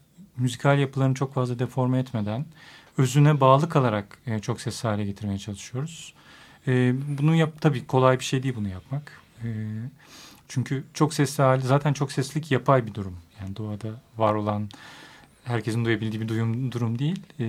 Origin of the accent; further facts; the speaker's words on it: Aegean Region, Turkey; Ben Ege'liyim.